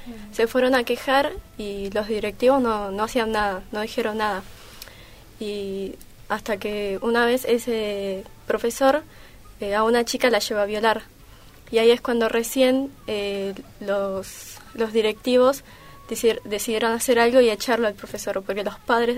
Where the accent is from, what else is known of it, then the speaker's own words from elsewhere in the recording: Buenos Aires, Argentina; tengo 17 años y vengo de Piedra Buena.